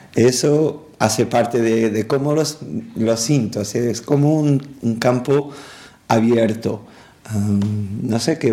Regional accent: Lisbon, Portugal; Spanish is a second language; soy de Lisboa, tengo 48 años, soy artista plástico, músico y productor.

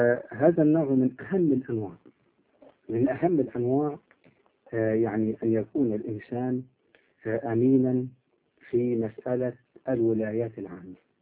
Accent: Upper Egypt, Egypt; accent: Upper Egyptian (Sa'idi); احنا عندنا في الصعيد نقول يضرب الجلة

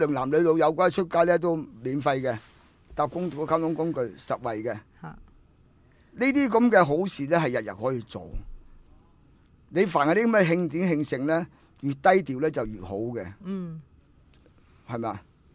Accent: Hong Kong; 你丟我哋中國人、香港人架啦

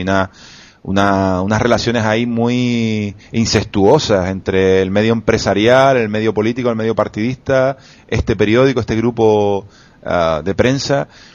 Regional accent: Canary Islands, Spain; moved away; hacemos una tertulia de opinión como canarios que vivimos fuera de Canarias

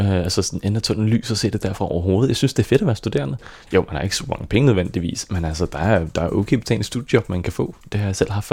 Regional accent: Frederikssund, Capital Region of Denmark, Denmark; jeg voksede op i Frederikssund, ude i sådan en lille by ved siden af

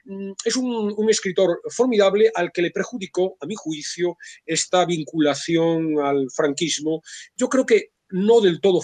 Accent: Vigo, Galicia, Spain; yo soy de Vigo también

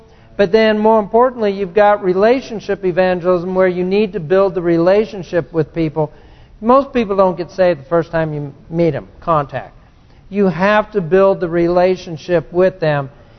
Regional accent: California, United States; Turns out she grew up just half a mile from where I grew up in California, in the canyon there.

